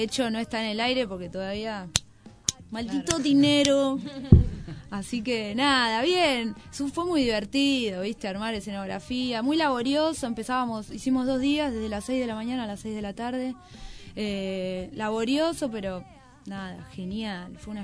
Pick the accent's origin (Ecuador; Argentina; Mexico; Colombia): Argentina; Lomas del Mirador, Buenos Aires Province; Yo soy de Lomas del Mirador y con Jime, las dos somos de Lomas del Mirador